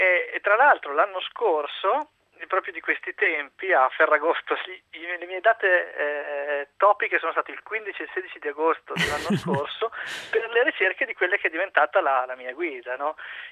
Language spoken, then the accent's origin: Italian; Mantua, Lombardy, Italy; now in Milan, Italy; io sono originario di Mantova, vivo a Milano da 10 anni